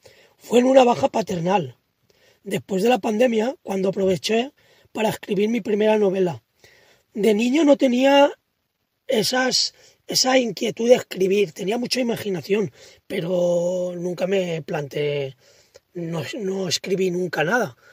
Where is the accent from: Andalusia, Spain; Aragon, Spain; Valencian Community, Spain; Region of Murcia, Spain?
Valencian Community, Spain; Rafelbunyol; Para la novela me inspiré en mi pueblo